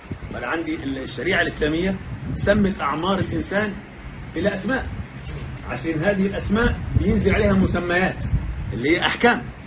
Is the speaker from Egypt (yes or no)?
yes; Egypt; لكن احنا عندنا كمصريين كل هذه ايه؟ طوائي